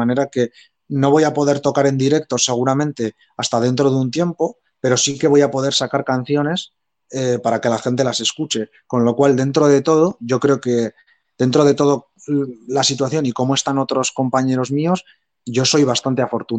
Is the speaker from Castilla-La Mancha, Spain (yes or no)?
no; Echauri, Navarre, Spain; unos viñedos que hay muy famosos al lado de mi pueblo, en Echauri